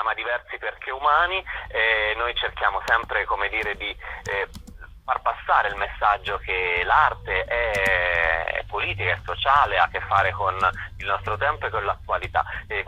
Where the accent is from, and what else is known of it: Sansepolcro, Tuscany, Italy; born there; now in Rome, Italy